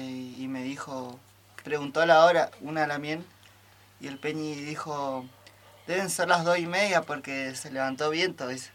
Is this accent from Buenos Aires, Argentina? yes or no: no; Las Plumas, Chubut, Argentina; No, yo soy de Las Plumas.